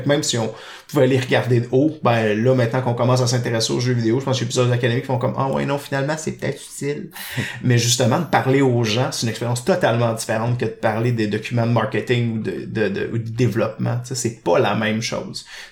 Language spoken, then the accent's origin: French; Laval, Quebec, Canada; moi, j'ai grandi à Laval, oui, je l'avoue, je l'assume. J'ai grandi à Laval, en proche de Montréal